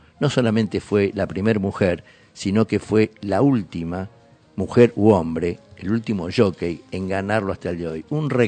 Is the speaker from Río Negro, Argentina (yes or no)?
no; Pergamino, Buenos Aires Province, Argentina; Pero Paola Suárez, de Pergamino, de donde soy yo también.